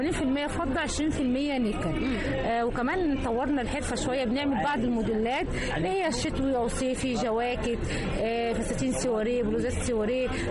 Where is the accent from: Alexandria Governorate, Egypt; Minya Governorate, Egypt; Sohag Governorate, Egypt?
Sohag Governorate, Egypt; Sohag; لا انا من سوهاج. لا انا من سوهاج. من سوهاج.